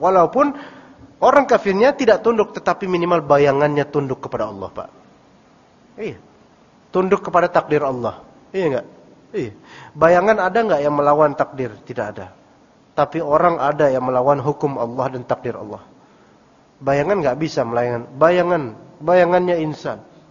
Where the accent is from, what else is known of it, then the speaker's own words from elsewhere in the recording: Jakarta, Indonesia; Diganti sama kita orang Betawi terutama.